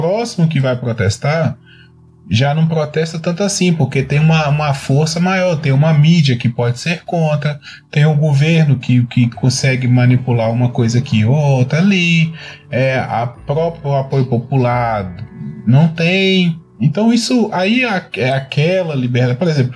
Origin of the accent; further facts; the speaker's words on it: Minas Gerais, Brazil; Eu sou do interior de Minas Gerais, gente. Aqui o povo é sistemático mesmo.